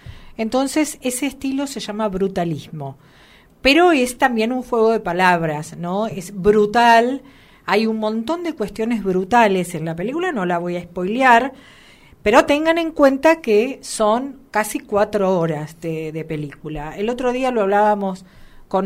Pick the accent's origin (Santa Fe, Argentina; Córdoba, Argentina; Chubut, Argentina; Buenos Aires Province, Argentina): Buenos Aires Province, Argentina; La Matanza; yo que soy de La Matanza estoy acostumbrada a escuchar